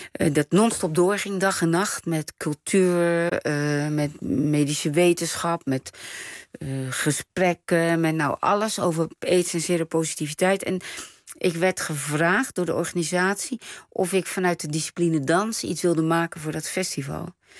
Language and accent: Dutch; Rotterdam, South Holland, Netherlands; En ik kom uit Rotterdam, Nederland. Dus ik heb geen exotische internationale naam.